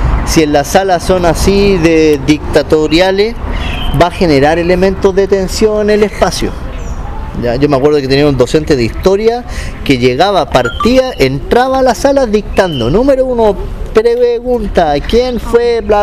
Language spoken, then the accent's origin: Spanish; Valparaíso, Chile; En Valparaíso, yo que soy de Valpo, a la hora de los saqueos se iban.